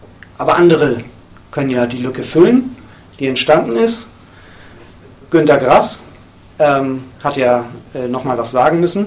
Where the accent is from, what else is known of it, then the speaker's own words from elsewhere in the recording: Hamburg, Germany; hat in Hamburg, wo ich herkomme, damals auch maßgeblich die ersten Diskussionen über dieses Thema angestoßen